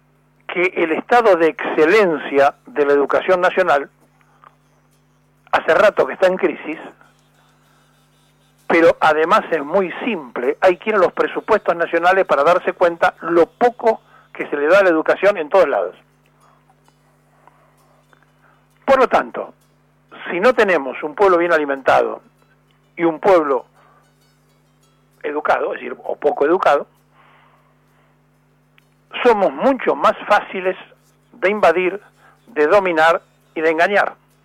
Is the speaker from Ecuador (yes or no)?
no; Buenos Aires, Argentina; de hecho nací en la capital, soy porteño